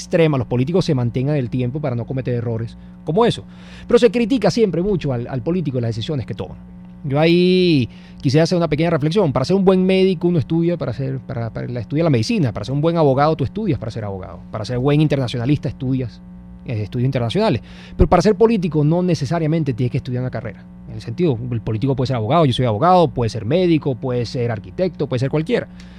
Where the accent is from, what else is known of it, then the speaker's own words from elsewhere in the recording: Venezuela; esto parte de un autoanálisis que tenemos que hacernos como venezolanos.